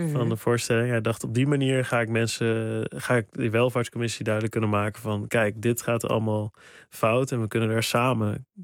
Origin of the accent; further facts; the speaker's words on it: Sprang-Capelle, North Brabant, Netherlands; ik kom uit Brabant. Ik kom uit Sprangkapelle, klein dorpje.